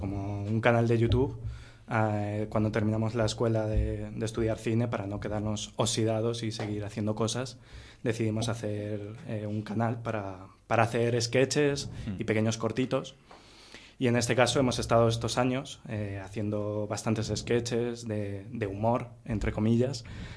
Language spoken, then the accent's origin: Spanish; Castile and León, Spain; Ah, también soy del Bierzo.